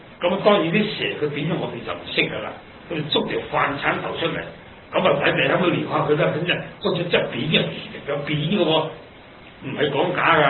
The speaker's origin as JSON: {"language": "Cantonese", "country": "Hong Kong", "said": "我都系香港人，我就系咪住香港出世，喺六國飯店背後揸飛度出世嘅。"}